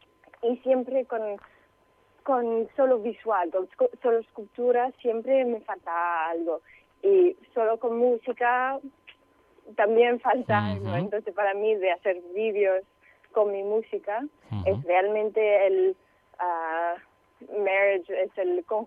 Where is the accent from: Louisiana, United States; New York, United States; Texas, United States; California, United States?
New York, United States; Ithaca; moved away; Cosas que hasta que me he ido de Ithaca, de donde soy, nunca me había dado cuenta que estos paisajes eran súper mágicos.